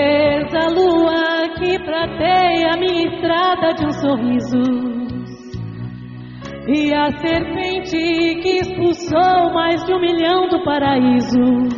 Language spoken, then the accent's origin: Portuguese; Brazil; Porque somos brasileiros e, como diz a música, é explicado por que escolhemos estar aqui.